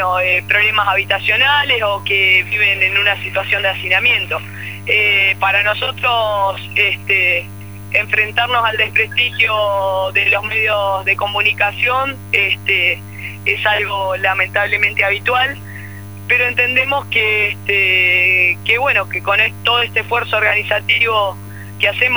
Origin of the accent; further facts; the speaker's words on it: Argentina; somos parte de la Argentina olvidada, y bueno, conformamos también parte de esa cifra que hoy se muestra fríamente en números, pero que representa la realidad de millones de argentinos.